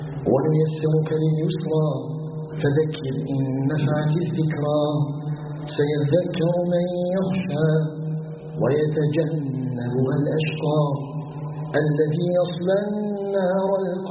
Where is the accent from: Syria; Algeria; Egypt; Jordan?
Algeria